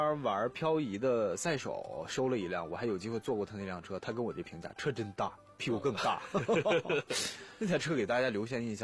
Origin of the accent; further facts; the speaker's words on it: Northeast China, China; 因为我老家在东北